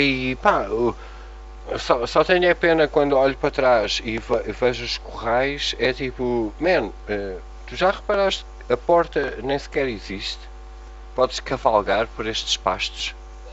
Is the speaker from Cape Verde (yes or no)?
no; Portugal; mesmo sendo portugueses e gostarmos de Portugal